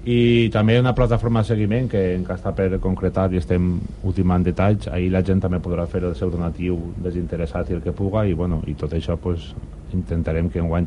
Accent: Vallada, Valencian Community, Spain; M'han pegat el puro perquè diuen que és Vallada, però jo bueno, sempre diré que sóc de Vallà.

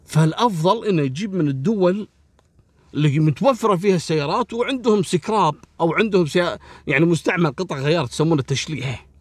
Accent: Kuwait; أبو فاضل راح على منطقة اسمها منطقة الجهرة عندنا في الكويت، محافظة.

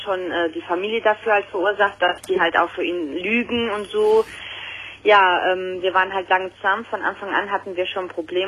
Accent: Italy; ich bin auch Italienerin.

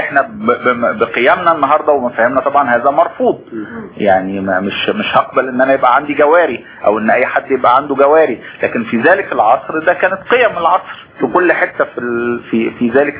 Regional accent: Egypt; استمر موجود في وجداننا كمصريين عبر التاريخ الطويل

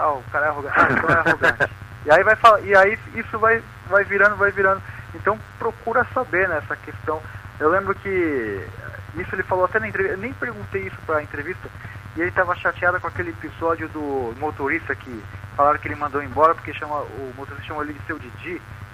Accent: Brazil; Eu sou brasileiro

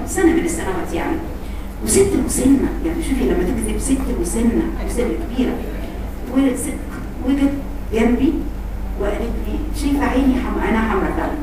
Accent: Egypt; قلت لها على فكره انا مصريه زيك يا حبيبتي، انا مصريه زيك

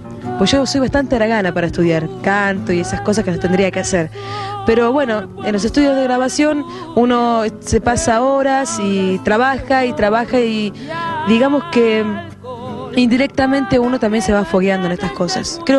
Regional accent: Coronel Brandsen, Buenos Aires Province, Argentina; Vengo de Coronel Bransen, es provincia de Buenos Aires, bonaerense, lo digo de ley, ¿no? Porque estoy muy orgullosa de serlo

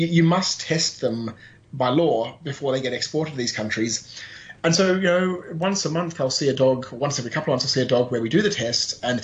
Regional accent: Australia; And myself being Australian

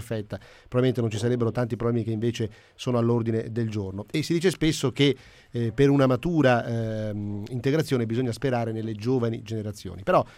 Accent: Padua, Veneto, Italy; Io tra l'altro sono di Padova, quindi conosco abbastanza bene la situazione

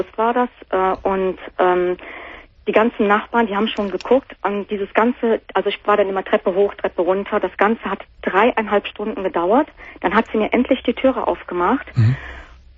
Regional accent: Cologne, North Rhine-Westphalia, Germany; now in Potsdam, Germany; Ich selber bin auch Kölnerin, wohne seit einem Jahr in Potsdam mit meinem Freund.

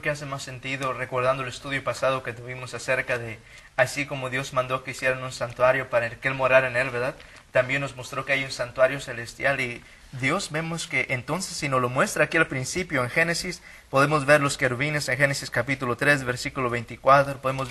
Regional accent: Los Angeles, California, United States; also born or lived in San Luis Potosí; Yo nací aquí en Estados Unidos, parte de mi vida viví en México, en San Luis Potosí, muy hermosos momentos de mi vida y otra parte de mi vida crecí en Los Ángeles y ahora de igual manera estudio aquí en Wichita Hills College

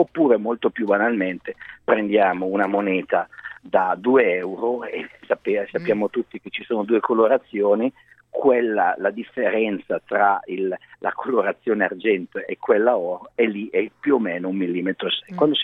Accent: Milan, Lombardy, Italy; perché io sono milanese

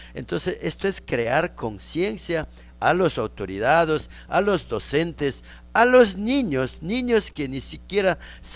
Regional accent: Ecuador; Si somos ecuatorianos, ¿por qué no nos vamos a escuchar?

